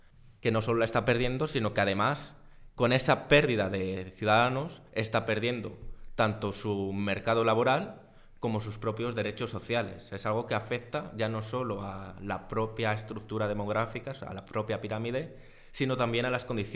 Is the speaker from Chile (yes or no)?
no; Zamora, Castile and León, Spain; Siempre se ha escuchado, al menos en mi tierra, ese estudia y vete para tener un futuro mejor, precisamente porque en Zamora hasta hoy y todavía hoy